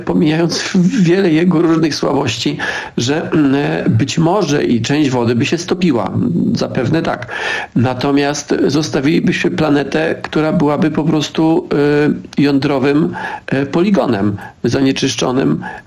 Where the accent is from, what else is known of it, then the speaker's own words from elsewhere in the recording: Silesian Voivodeship, Poland; Ja jestem ze Śląska